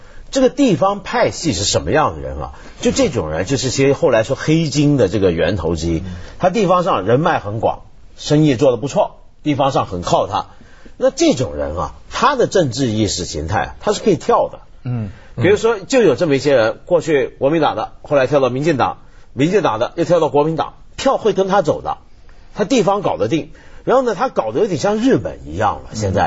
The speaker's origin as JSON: {"language": "Chinese", "country": "Taiwan", "tie": "born or raised there", "said": "因为我记得我小时候在台湾的时候"}